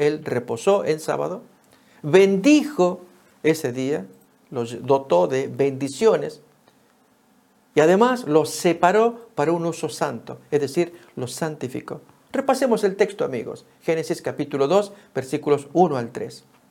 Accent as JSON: {"language": "Spanish", "country": "Argentina", "said": "En mi país, Argentina, se llama tatetí."}